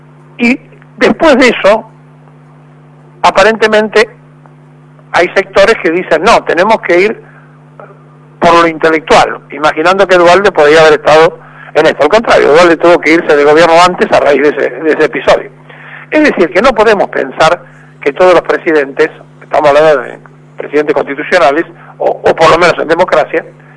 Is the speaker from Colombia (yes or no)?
no; Argentina; El Estado-Nación somos todos los argentinos que lo componemos.